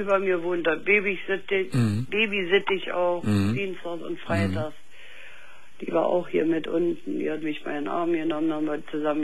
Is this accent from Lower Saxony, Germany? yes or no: no; Berlin, Germany; Ich komme aus Berlin, ich habe einen Russeneinmarsch mitgemacht